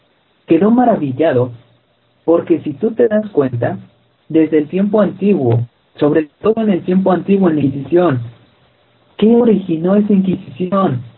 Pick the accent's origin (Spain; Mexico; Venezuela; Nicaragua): Mexico; Todo ese tipo de cosas ni siquiera nos pertenecían a nosotros como mexicanos.